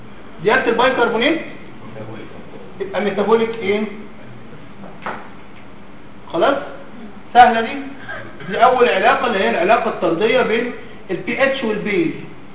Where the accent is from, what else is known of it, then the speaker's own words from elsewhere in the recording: Egypt; في تركيز بره اللي هو ال 4.2 ده بره، مش عندنا في مصر يعني.